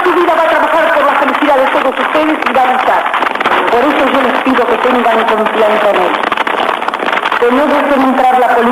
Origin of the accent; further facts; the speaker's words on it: Argentina; Segundo como Argentina y tercera como una mujer del pueblo que sabe las vicisitudes y sabe lo que es las privaciones, el trabajo y la miseria.